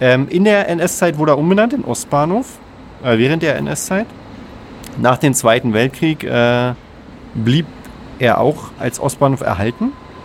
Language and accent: German; Germany; Wir sind doch Deutsche, kennen das doch.